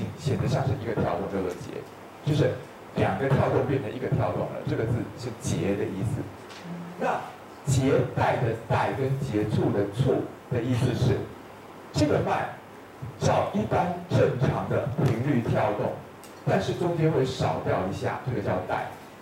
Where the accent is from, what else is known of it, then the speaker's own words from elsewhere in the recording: Taiwan; 我们台湾人是常用，不知道你们有没有用